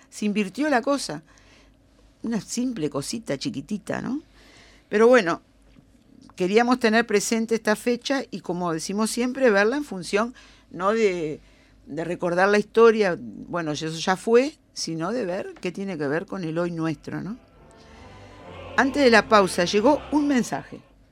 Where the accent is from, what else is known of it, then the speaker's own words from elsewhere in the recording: Uruguay; Primero somos uruguayos nosotros. Seas de Carrasco o del Borro.